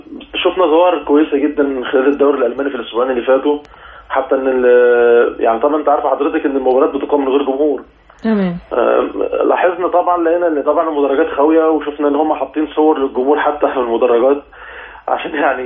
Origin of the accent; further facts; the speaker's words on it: Egypt; احنا عندنا في مصر يعني للاسف الموضوع بيكون صعب شويه